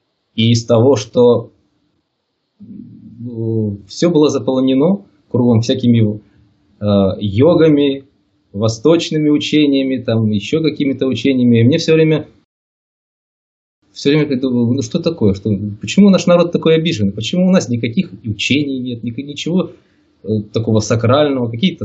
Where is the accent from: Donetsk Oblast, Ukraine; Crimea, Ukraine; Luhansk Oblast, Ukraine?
Donetsk Oblast, Ukraine; Makiivka; Сам я родом из Донбасса, где сейчас и проживаю. Ныне так называемая Донецкая Народная Республика. Живу в городе Макеевке, это рядом с Донецком. Родился здесь, вырос здесь.